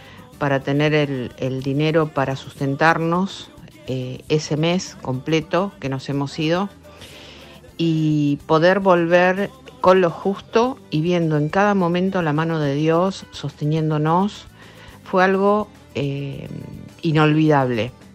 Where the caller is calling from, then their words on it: Banfield, Buenos Aires Province, Argentina; de Banfield.